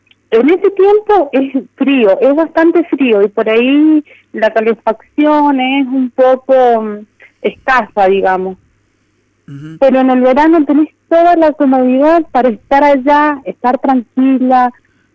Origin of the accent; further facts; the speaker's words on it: Las Loicas, Mendoza, Argentina; now in Malargüe, Argentina; Yo nací y me crié toda mi vida en Las Loicas. Actualmente estoy trabajando en Malargüe